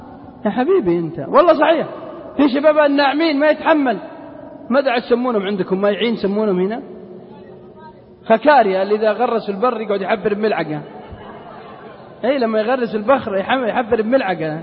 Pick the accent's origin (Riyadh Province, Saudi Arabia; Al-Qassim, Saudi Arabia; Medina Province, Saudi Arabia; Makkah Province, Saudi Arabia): Al-Qassim, Saudi Arabia; Unaizah; وفي بلدنا القصيم عنيزة